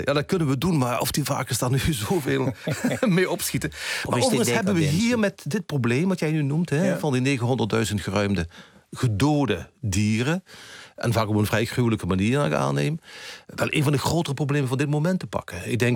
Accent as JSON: {"language": "Dutch", "region": "Limburg", "country": "Netherlands", "said": "Excuses, wij Brabanders, ik ben een Limburger, maar toch de Brabanders."}